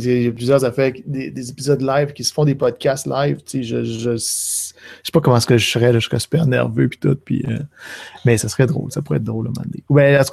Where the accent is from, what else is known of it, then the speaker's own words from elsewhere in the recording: Jonquière, Quebec, Canada; born there; Je suis né à Jonquière, c'était 75 000 personnes, je pense.